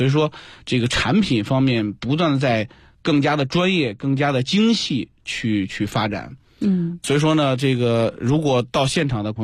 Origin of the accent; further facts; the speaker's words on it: China; 向这个营地的游客去展示我们这个中国人的风采